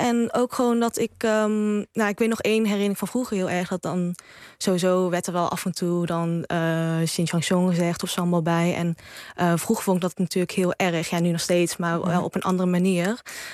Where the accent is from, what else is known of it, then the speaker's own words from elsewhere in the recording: Oss, North Brabant, Netherlands; Ik ben hier opgegroeid in Nederland of geboren in Nederland.